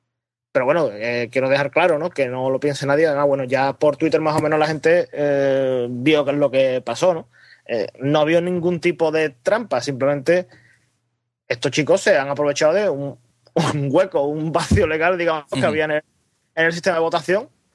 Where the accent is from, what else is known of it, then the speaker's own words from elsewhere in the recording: Seville, Andalusia, Spain; nadie de los que somos de Sevilla va a grabar ese día